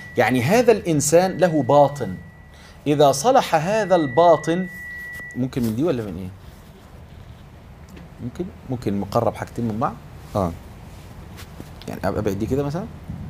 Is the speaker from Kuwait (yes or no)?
no; Egypt; إحنا عندنا في مصر مثل بنقول